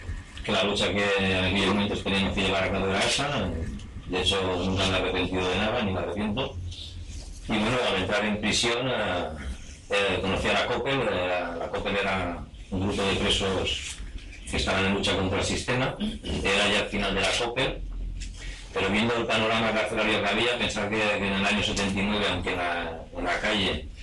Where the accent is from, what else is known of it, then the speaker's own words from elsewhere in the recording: Vic, Catalonia, Spain; vengo desde Vic, un pueblo de Barcelona